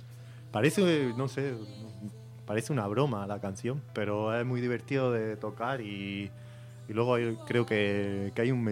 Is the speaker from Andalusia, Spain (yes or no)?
yes; Lanjarón, Andalusia, Spain; Es una canción que hice yo, tío, hará 12 años así, con un grupo que tenía en mi pueblo, en Lanjarón. Un saludo a mis paisanos.